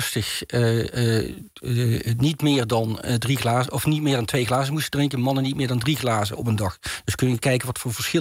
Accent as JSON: {"language": "Dutch", "town": "Maastricht", "region": "Limburg", "country": "Netherlands", "said": "en ik kom zelf van Maastricht af oorspronkelijk"}